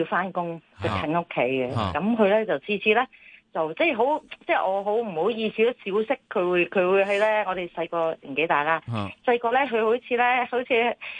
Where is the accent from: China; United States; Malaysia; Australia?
China; Chaozhou, Guangdong; 因为我哋潮州人啊